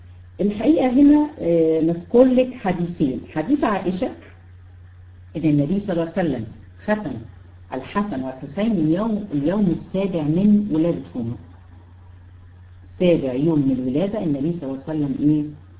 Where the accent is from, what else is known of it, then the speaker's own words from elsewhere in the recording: Egypt; احنا طبعا بالنسبة هنا عندنا في مصر بالنسبة للولاد